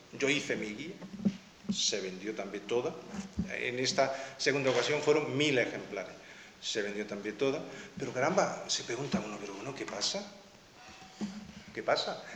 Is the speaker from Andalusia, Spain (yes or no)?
yes; Alhama de Granada, Andalusia, Spain; yo siempre me he sentido solo, aquí, en mi pueblo, me he sentido solo.